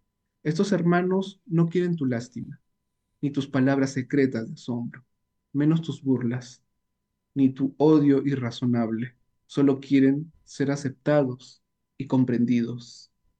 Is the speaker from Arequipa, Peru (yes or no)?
no; Suyupampa, Piura, Peru; una vivencia tanto de la niñez mía en mi barrio, donde yo nací, en Suyupampa, Ayabaca, Piura